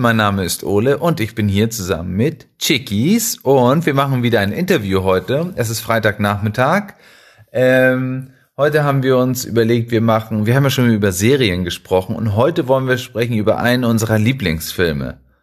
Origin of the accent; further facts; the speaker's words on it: Mexico; Der ganze Film spielt auch in Mexiko, deswegen finden wir den so cool, weil wir kommen ja aus Mexiko.